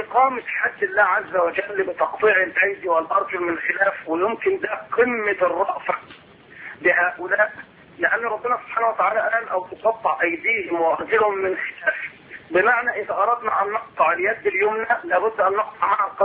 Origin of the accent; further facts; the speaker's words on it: Egypt; يعني زي ما نقول احنا تعبيرنا كمصريين ماشي جنب الخير